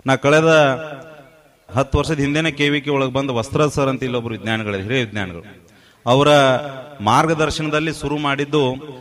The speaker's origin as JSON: {"language": "Kannada", "town": "Managuli", "region": "Karnataka", "country": "India", "tie": "born or raised there", "said": "ಸ್ವಂತ ಊರು ಇಲ್ಲೇ ಮಣಗುಳಿ."}